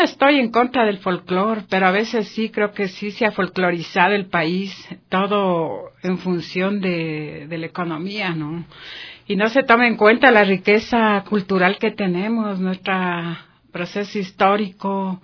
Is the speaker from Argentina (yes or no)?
no; Quito, Pichincha, Ecuador; Entonces yo soy de Quito